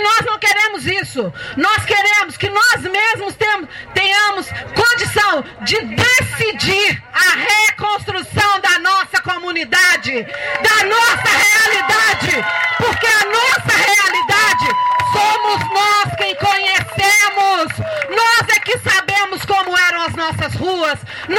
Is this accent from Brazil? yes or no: yes; Paracatu, Minas Gerais, Brazil; Eu sou de Paracatu e lá em Paracatu a gente tinha uma comunidade bem organizada.